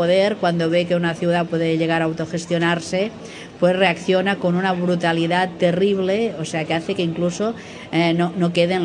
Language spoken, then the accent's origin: Spanish; Barcelona, Catalonia, Spain; Yo, que soy de Barcelona